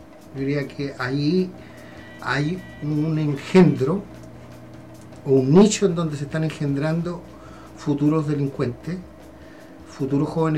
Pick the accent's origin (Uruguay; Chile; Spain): Chile; Valparaíso; para que un pelotudo nos venga a decir cómo somos los porteños, si nosotros sabemos cómo somos